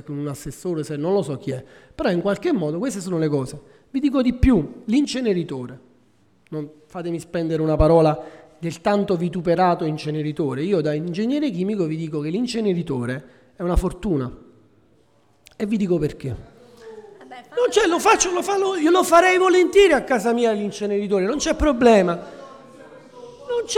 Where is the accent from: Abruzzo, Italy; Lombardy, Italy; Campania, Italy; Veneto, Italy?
Campania, Italy; Nola; Io vengo da Nola e ci sono mesi nei quali non si può respirare.